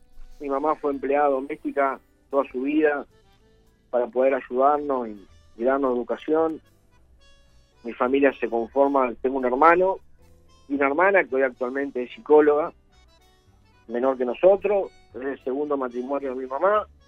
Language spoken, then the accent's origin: Spanish; Piriápolis, Maldonado, Uruguay; Yo nací, soy oriundo de Piriápolis, nací en Pueblo Obrero, en la ciudad de Piriápolis. Pueblo Obrero, tanto de Pan de Azúcar y Piriápolis.